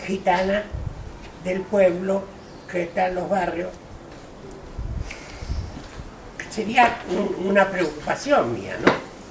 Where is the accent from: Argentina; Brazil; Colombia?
Argentina; now in Seville, Spain; casi soy un gaucho argentino que me dice gitano aquí en Sevilla